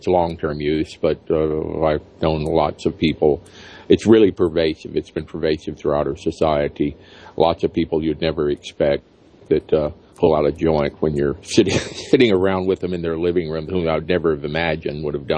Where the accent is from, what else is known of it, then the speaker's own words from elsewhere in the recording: Alabama, United States; All of those are being overturned despite sometimes fierce resistance in states like my home state of Alabama.